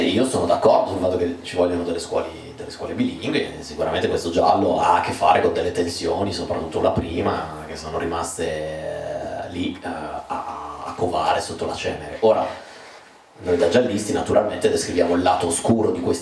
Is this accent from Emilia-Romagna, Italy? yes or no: yes; Bologna, Emilia-Romagna, Italy; lui viene da Messina, io vengo da Bologna